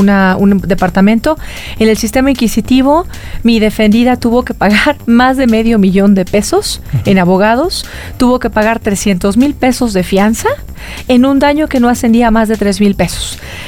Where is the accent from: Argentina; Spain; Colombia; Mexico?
Mexico; Como ciudadana mexicana, te quiero decir, corazón